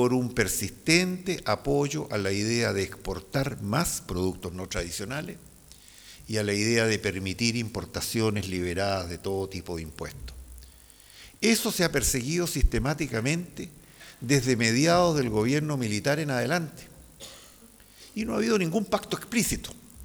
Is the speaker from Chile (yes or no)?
yes; Chile; Yo tengo la esperanza como chileno de que podemos corregir rumbos